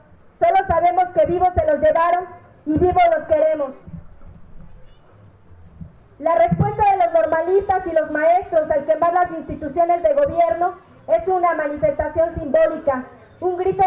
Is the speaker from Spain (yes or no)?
no; Puebla, Mexico; veo como poblano que la CNDH recomienda al gobierno de Moreno Valle